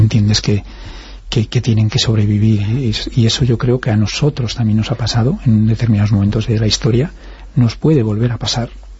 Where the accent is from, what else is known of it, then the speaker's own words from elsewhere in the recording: Galicia, Spain; Como gallegos hemos tenido que salir